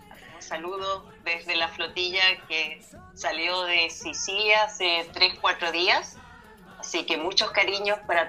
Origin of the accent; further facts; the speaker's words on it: Chile; also born or lived in Sweden; yo también soy chilena, no soy solamente sueca